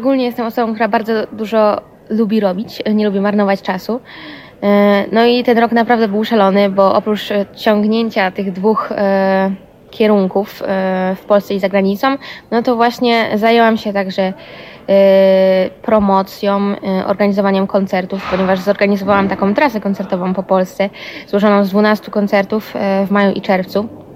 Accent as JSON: {"language": "Polish", "town": "Tychy", "region": "Silesian Voivodeship", "country": "Poland", "said": "No i tak przez pierwsze 8 lat w Tychach, ponieważ pochodzę z Tychów, grałam na fortepianie klasycznym"}